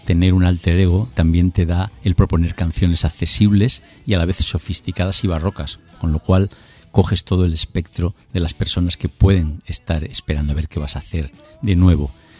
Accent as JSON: {"language": "Spanish", "region": "Extremadura", "country": "Spain", "tie": "born or raised there", "said": "ir por mi pueblo, un pueblo de Extremadura perdido hace ya 40 o más"}